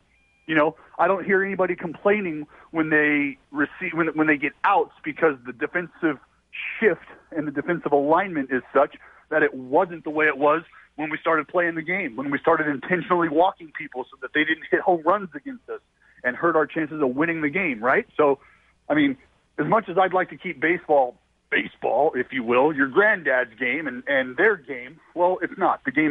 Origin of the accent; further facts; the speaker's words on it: Stockton, California, United States; I come from Stockton, and I'll leave it at that.